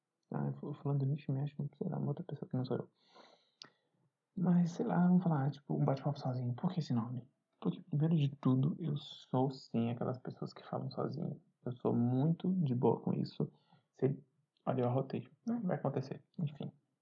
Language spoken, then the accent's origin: Portuguese; Belo Horizonte, Minas Gerais, Brazil; eu tenho 27 anos, sou de Belo Horizonte.